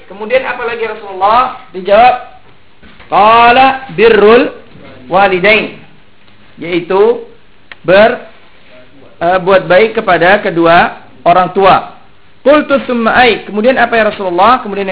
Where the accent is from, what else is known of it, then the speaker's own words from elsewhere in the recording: Indonesia; Ya, seperti kalau saya dari Indonesia, Al-Indonesi, antum dari Malaysia, Al-Malaysi.